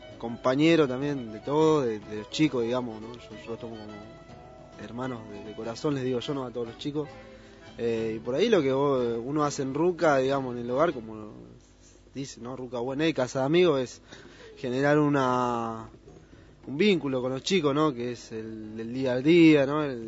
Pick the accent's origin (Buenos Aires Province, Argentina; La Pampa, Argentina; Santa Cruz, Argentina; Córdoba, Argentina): Buenos Aires Province, Argentina; Luján; Yo soy de acá, de Luján, de Luján.